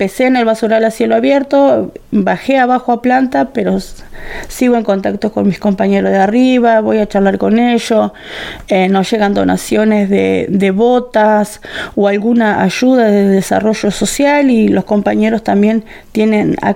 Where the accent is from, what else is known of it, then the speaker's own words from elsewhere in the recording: Santa Rosa, La Pampa, Argentina; Sí, todos somos de acá de Santa Rosa.